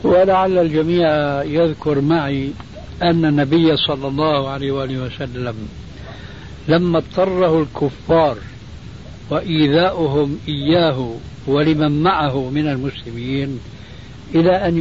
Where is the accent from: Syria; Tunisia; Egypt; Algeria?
Syria; عندنا في سوريا تعلمون جميعا أنها كانت بلاد الرومان